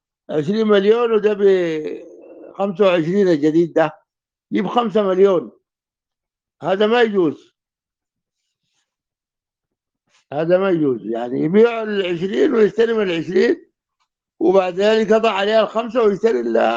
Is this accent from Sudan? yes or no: yes; Sudan; طبعا اغلى من الذهب اللي عندنا في السودان